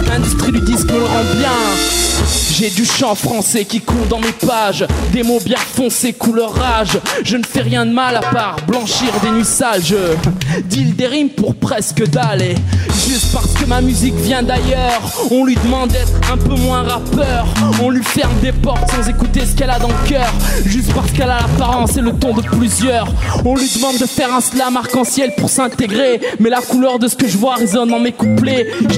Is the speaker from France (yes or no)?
yes; Lyon, Auvergne-Rhône-Alpes, France; Je viens de Lyon mais je vais vers l'universel.